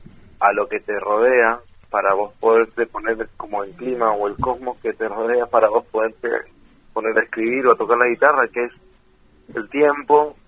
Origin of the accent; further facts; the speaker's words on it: Mendoza, Argentina; now in Buenos Aires, Argentina; desde el momento en el que nos fuimos de Mendoza estamos de paso en la capital.